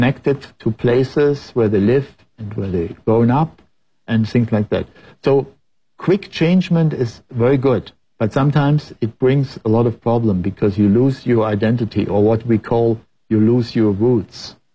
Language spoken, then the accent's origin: English; Frankfurt, Hesse, Germany; English is a second language; we came to an old place where I was growing up in Frankfurt.